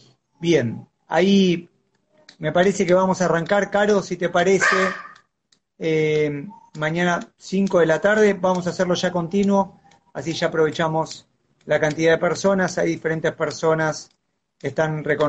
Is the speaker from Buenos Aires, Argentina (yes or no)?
yes; Buenos Aires, Argentina; Yo soy de Capital. Yo soy de Capital. Yo vivo en Paternal. Y soy muy porteño.